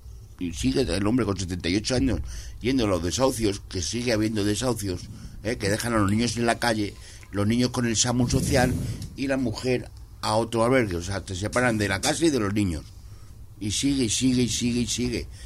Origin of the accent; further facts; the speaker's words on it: Móstoles, Community of Madrid, Spain; yo que soy de Móstoles